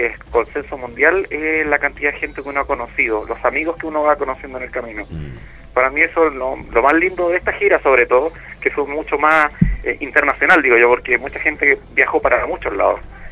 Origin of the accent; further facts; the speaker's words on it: Catalonia, Spain; como buen catalán, pues.